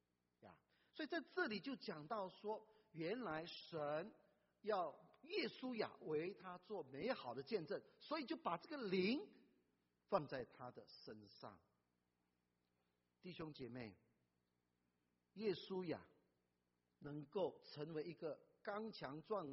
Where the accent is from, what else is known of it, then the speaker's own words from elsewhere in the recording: China; now in United States; 我知道我们中国人的父母很看重孩子的教育